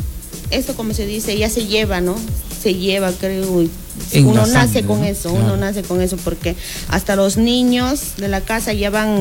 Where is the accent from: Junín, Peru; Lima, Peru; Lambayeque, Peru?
Junín, Peru; Cochas Chico; Este es el pueblo de donde yo vengo, que es Cochas Chico, y eso queda por el tambo